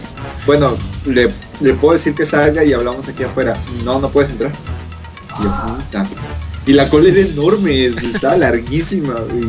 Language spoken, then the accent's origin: Spanish; Mexico; somos prensa mexicana, punto, somos de México.